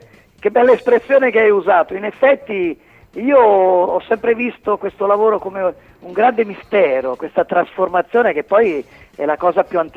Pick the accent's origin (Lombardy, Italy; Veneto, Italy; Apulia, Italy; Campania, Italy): Campania, Italy; Avellino; la canzone … che avevo dedicato alla mia terra, alla mia città, alla mia regione, al capoluogo di provincia